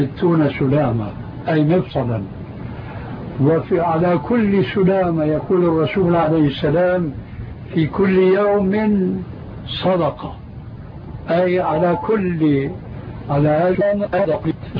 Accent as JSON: {"language": "Arabic", "country": "Syria", "said": "يقولون: عندنا في سوريا كالحردون في حيوان البرية."}